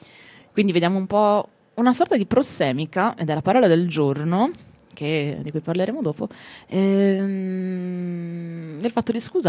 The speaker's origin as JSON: {"language": "Italian", "town": "Ferrara", "region": "Emilia-Romagna", "country": "Italy", "said": "Io sono ferrarese"}